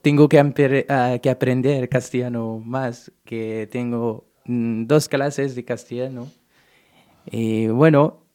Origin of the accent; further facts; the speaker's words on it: Morocco; Spanish is a second language; now in Spain; Soy marroquí, de Marruecos.